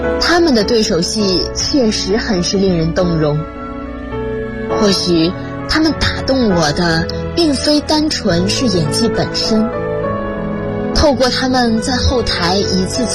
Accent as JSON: {"language": "Chinese", "town": "Xuzhou", "region": "Jiangsu", "country": "China", "said": "来自江苏徐州。我在南京大学，距离我的家乡344.1公里。"}